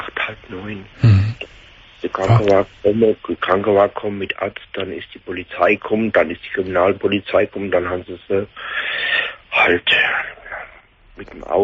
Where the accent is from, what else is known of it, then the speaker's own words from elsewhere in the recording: Kaiserslautern, Rhineland-Palatinate, Germany; accent: Palatine; now in Stuttgart, Germany; ich muss dazu sagen, wie meinem Dialekt, ich bin aus der Pfalz, aus Kaiserslautern, bin nach Stuttgart gezogen.